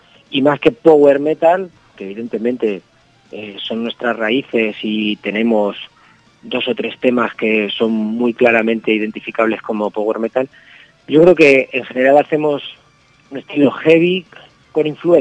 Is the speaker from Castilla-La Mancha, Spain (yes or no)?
yes; Toledo, Castilla-La Mancha, Spain; somos de Toledo